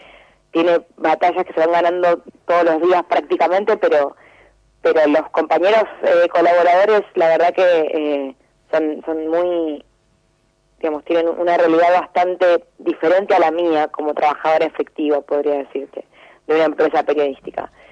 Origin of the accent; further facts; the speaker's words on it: Lomas de Zamora, Buenos Aires Province, Argentina; yo fui a la Universidad Nacional de Lomas de Zamora, soy de Lomas, soy de la provincia de Buenos Aires también